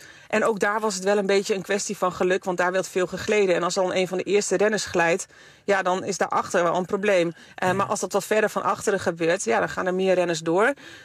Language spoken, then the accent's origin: Dutch; Netherlands; als je daar als Nederlander onderdeel van mag zijn, dat is echt fantastisch.